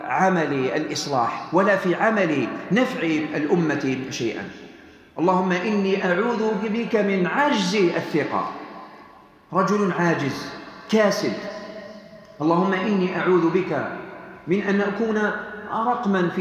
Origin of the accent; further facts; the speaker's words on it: Algeria; كم من قناة فضائية اليوم هنا عندنا في الجزائر